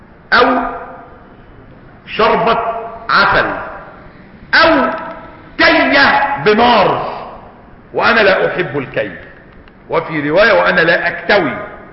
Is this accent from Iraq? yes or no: no; Egypt; ما بيتعالجوش عندنا في مصر